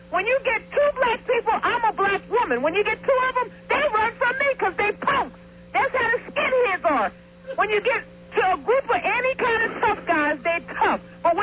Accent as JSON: {"language": "English", "town": "Philadelphia", "region": "Pennsylvania", "country": "United States", "said": "I'm from Philadelphia. We should meet him someplace."}